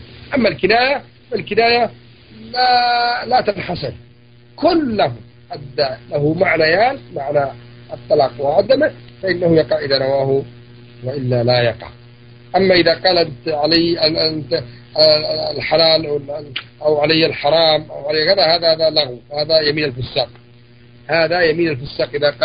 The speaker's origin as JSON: {"language": "Arabic", "country": "Yemen", "said": "وهي لغة عندنا في اليمن"}